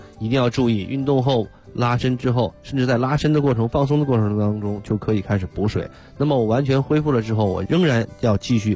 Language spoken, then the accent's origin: Chinese; China